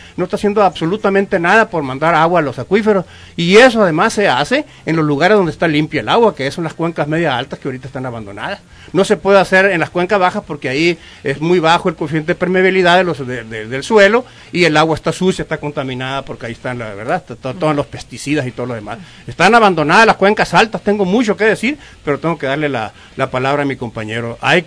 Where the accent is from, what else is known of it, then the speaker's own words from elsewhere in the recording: Sonora, Mexico; a mí me tocó ver cómo en mi pueblo se sembraba caña de azúcar, se sembraba algodón, se sembraba cacahuate, tabaco, cilantro, cebolla, verduras, absolutamente frutales